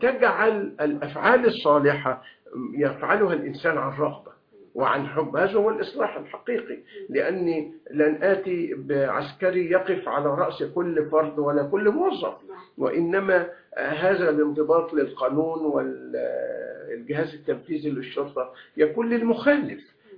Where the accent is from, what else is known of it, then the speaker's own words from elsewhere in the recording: Egypt; ونحن عندنا في مصر نماذج لهذا.